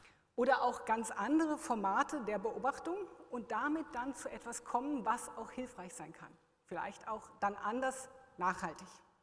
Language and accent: German; Germany; now in Switzerland; ich als Deutsche nach einem Dekade in der Schweiz